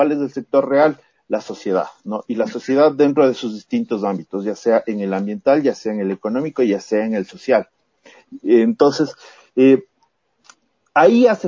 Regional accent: Ecuador; el siguiente reto de todos nosotros como ecuatorianos es justamente el fortalecer las estructuras de investigación

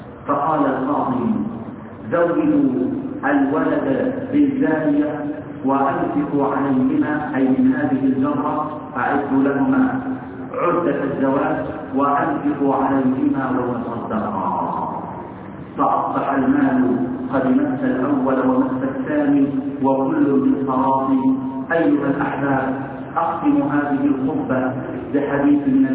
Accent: Egypt; اللهم اصلح حال بلدنا مصر

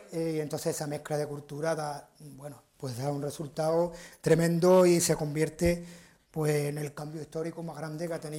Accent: Jerez de la Frontera, Andalusia, Spain; Entonces nosotros que somos de Jerez, yo soy de Jerez

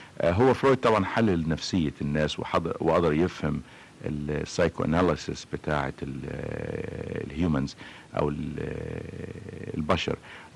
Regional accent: Egypt; مش لان انا بقى مصري وانا كعالم بحاول افصل الحقيقة بين وجودي كمصري وتفكيري كعلمي

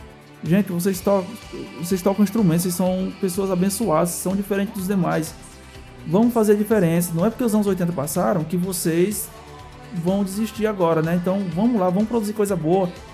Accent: Fortaleza, Ceará, Brazil; a gente tá aqui em Fortaleza, a gente é daqui de Fortaleza. O Júnior é catarinense, eu sou fortalezense.

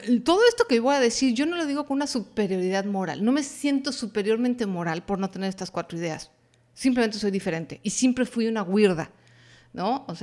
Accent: Mexico; Habrá gente en Latinoamérica que diga, no, en mi país no somos así, adelante, qué padre, pero sé que no nada más México adolecemos de estas cuatro ideas

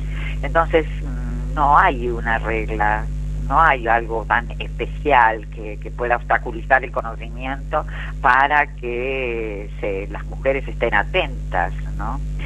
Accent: Buenos Aires, Argentina; en mi país, Argentina, en el que, como sabrán, coordino estos grupos de mujeres libres de violencia a partir de la provincia de Buenos Aires, en un distrito de General San Martín

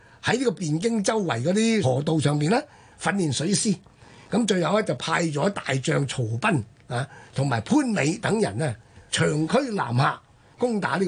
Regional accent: Hong Kong; 我香港人所謂嘅食檸檬啊

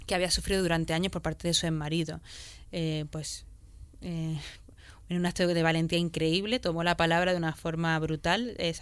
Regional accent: Granada, Andalusia, Spain; yo me crié en Granada también

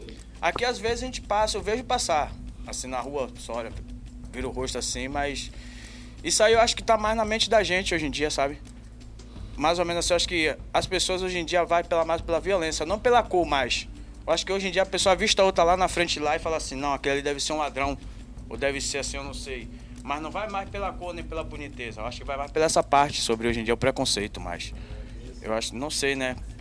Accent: Bahia, Brazil; now in Porto Alegre, Brazil; eu sou da Bahia, sou do centrinho lá da Bahia, lá do centro.

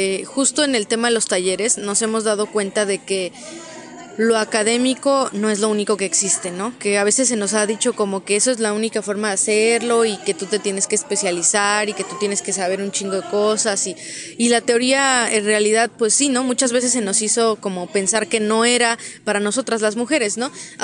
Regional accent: Tlaxco, Tlaxcala, Mexico; Yo soy de Tlaxco, Tlaxcala.

